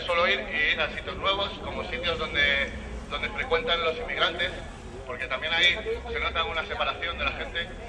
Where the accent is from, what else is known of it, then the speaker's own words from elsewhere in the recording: Madrid, Community of Madrid, Spain; porque soy de este barrio, yo soy de Usera, de toda la vida.